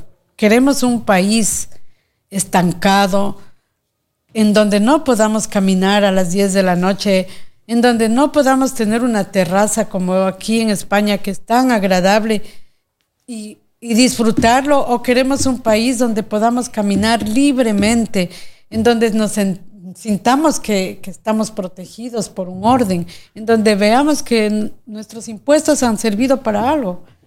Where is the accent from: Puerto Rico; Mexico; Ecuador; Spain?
Ecuador; sino porque como ecuatorianos queremos decir basta a tanto atropello